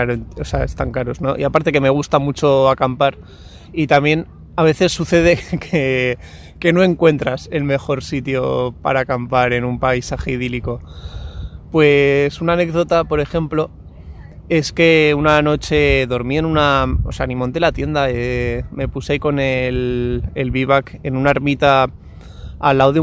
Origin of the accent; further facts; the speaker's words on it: Basque Country, Spain; también yo, como soy del País Vasco, he bebido mucha cultura punk.